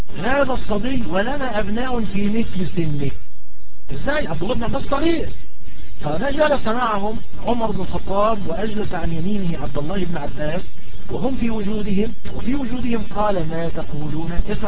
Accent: Egypt; فمثلا أنا رجل مصري الجنسي

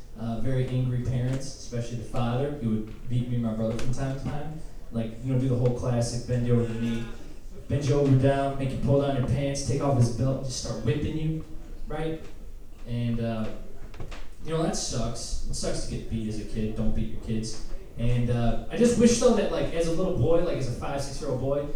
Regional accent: Michigan, United States; Like I grew up woods in Michigan, and I've seen a lot of animals die under various circumstances growing up in the woods.

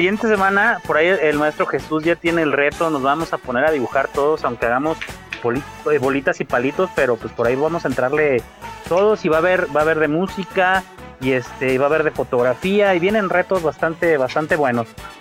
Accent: Mexico; hay que reírnos, somos mexicanos y nos reímos de todo. Parte de nuestra naturaleza.

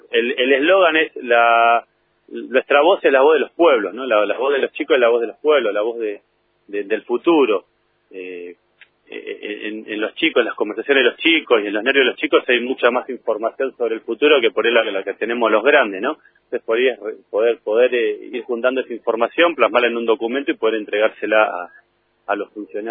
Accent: San Carlos de Bariloche, Río Negro, Argentina; Yo soy de Bariloche

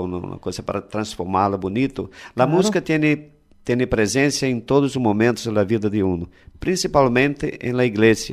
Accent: Rio de Janeiro, Brazil; Spanish is a second language; yo vengo de Río de Janeiro, Brasil, y aquí tengo un placer muy grande de hablar con ustedes

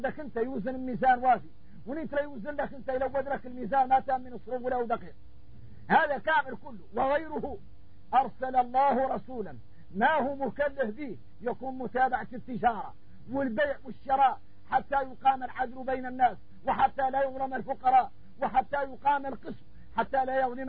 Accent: Mauritania; احنا موريتاني يلين اتضايقنا معه الصحراء خوتنا في الله

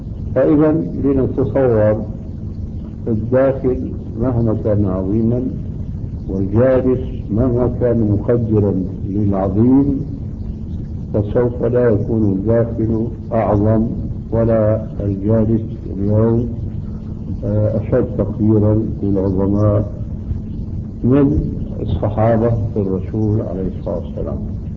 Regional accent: Syria; الصوت معروف ما يسمى بالكرباج عندنا في سوريا

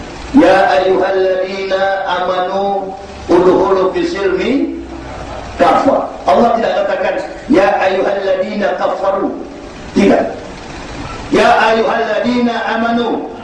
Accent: Manado, North Sulawesi, Indonesia; Saya orang Manado.

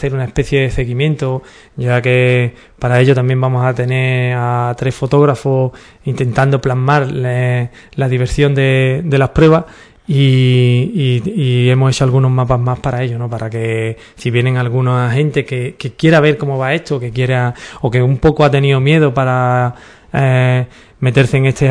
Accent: Ubrique, Andalusia, Spain; nosotros somos de Ubrique y queremos que la gente venga a conocer a nuestro pueblo.

